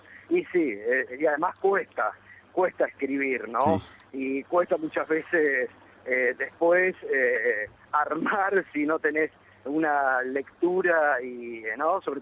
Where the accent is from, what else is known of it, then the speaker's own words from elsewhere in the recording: Concepción del Uruguay, Entre Ríos, Argentina; born there; voy seguido porque tengo mi familia allá, así que sí, tengo, viste, con bastante asiduidad voy a Concepción del Uruguay, mantengo lazos